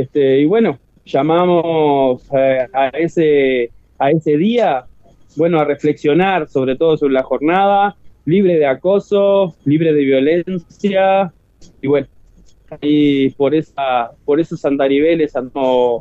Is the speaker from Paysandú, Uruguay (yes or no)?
yes; Paysandú, Uruguay; me crié en el Barrio Sur toda mi vida